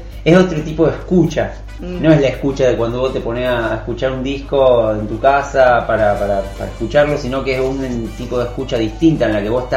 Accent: Rosario, Santa Fe, Argentina; moved away as an adult; Yo soy de Rosario, viví ahí hasta venirme acá

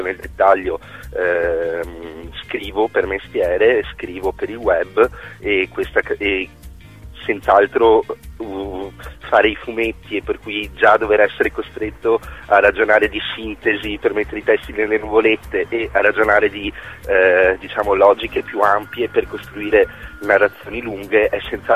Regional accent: Treviso, Veneto, Italy; io sono originario di Treviso

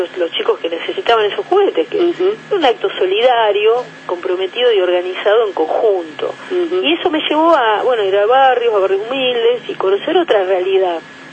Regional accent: Argentina; Hoy en día en mi país, por el gobierno progresista de los Kirchner, los adolescentes optativamente pueden votar, no en aquellos años.

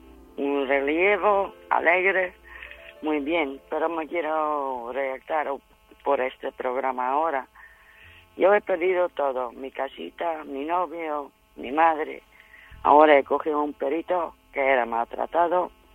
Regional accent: Netherlands; Spanish is a second language; Yo soy holandesa.

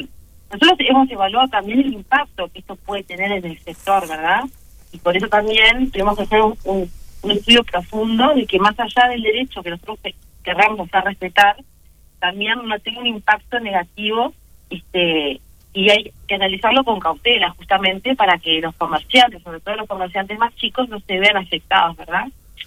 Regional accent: Uruguay; saber qué talles somos los uruguayos

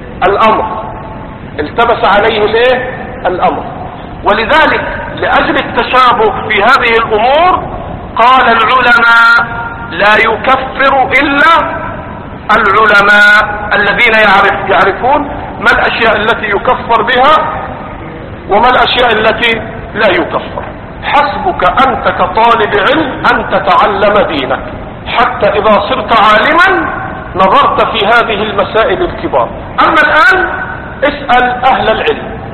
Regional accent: Egypt; أما دول اللي عندنا في مصر قاعدين

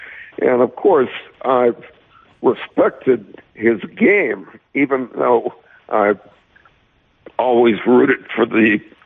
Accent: Milwaukee, Wisconsin, United States; I grew up in Milwaukee and started going to the games in the 50s.

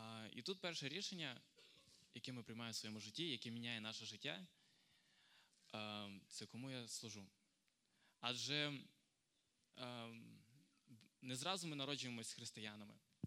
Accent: Stepan, Rivne Oblast, Ukraine; Я сам з Рівненської області. Із Степаня.

